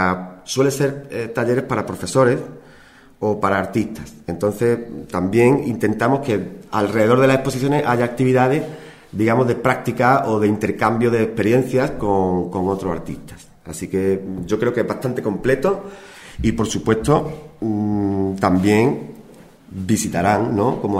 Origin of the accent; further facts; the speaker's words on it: Andalusia, Spain; para que fuéramos 2 andaluces, y me ha permitido invitar a uno. Yo lo he hecho con un artista de mi pueblo y un gran amigo.